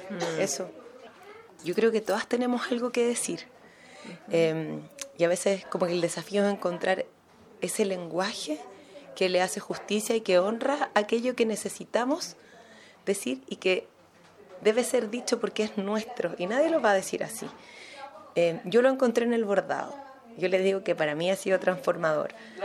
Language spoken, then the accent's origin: Spanish; Chile; soy una mujer chileno-palestina, desde ahí me reconozco y me posiciono.